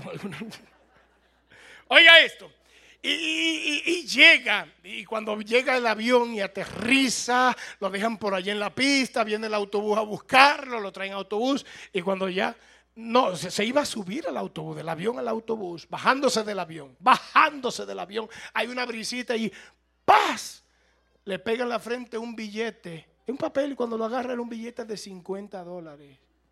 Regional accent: United States; Yo soy norteamericano. Cuando yo fui a Cuba, allá los cubanos creían que yo era cubano.

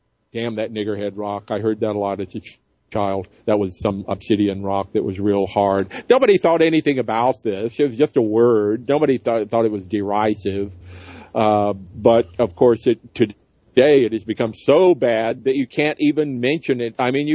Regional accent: the South, United States; That's the way it was, you know, growing up in the South.

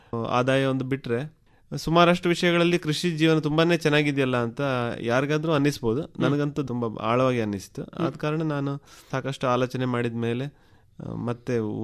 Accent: Karnataka, India; ನಾನು ಕೃಷಿ ಭೂಮಿಯಲ್ಲೇ ಹುಟ್ಟಿ ಬೆಳೆದವನು. ನಮ್ಮ ದಕ್ಷಿಣ ಕನ್ನಡದಲ್ಲಿ ನಿಮ್ಗೆ ಗೊತ್ತಿರೋ ಹಾಗೆ ನಾವು ಕೃಷಿ ಭೂಮಿಯಲ್ಲೇ ನೆಲೆಸಿರ್ತೀವಲ್ಲ

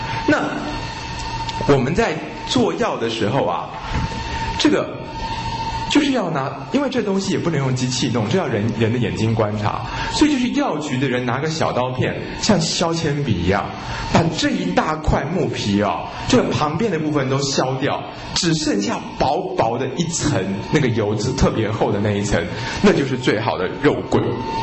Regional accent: China; 我们中国人也称之为官桂

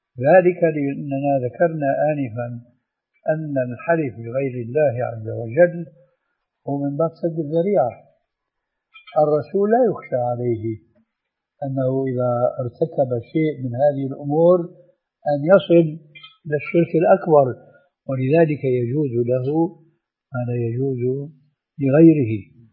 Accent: Syria; أنا أعرف هذا في سوريا، ولعل أخواننا المصريين يعرفون مثل هذا أو أكثر. عندنا في سوريا

